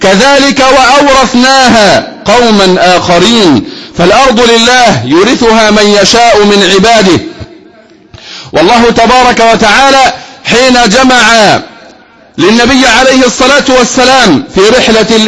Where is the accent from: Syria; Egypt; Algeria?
Egypt; فنحن أصل هذه البلد وأهل هذه البلد، فنحن أصلها وأهلها، أصلها وأهلها بانتسابنا إلى هذه البلد كمصريين، وأصلها وأهلها بانتسابنا إلى دين الله تبارك وتعالى